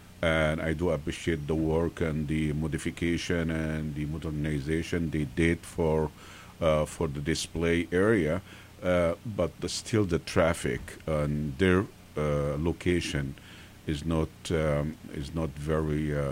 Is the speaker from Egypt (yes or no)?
yes; Egypt; as Egyptian, I grew up in Egypt and things like that.